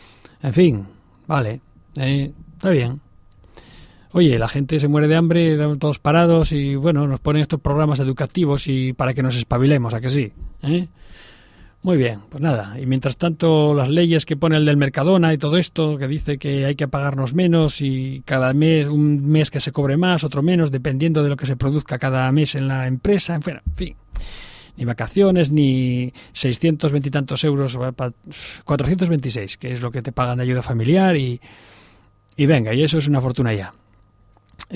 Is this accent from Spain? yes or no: yes; Spain; Ahora somos los españoles catedráticos en saber vivir, ¿eh?